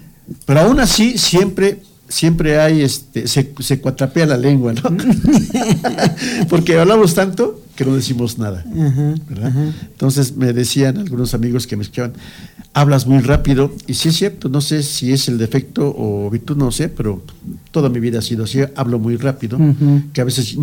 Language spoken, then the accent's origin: Spanish; Amecameca, State of Mexico, Mexico; pues soy de aquí de Amecameca y como muchos ignoramos lo que pasa en Amecameca